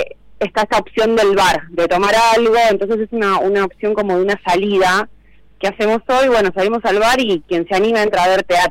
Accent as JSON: {"language": "Spanish", "region": "Santa Fe", "country": "Argentina", "said": "también me pueden buscar a mí por Instagram, y es mi celular, que es código de área Buenos de Santa Fe, de donde vengo"}